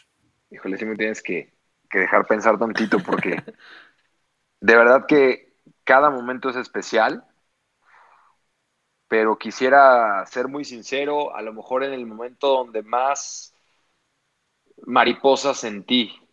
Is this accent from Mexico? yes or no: yes; Mexico; now in United States; soy un mexicano que está narrando en Estados Unidos para los hispanos.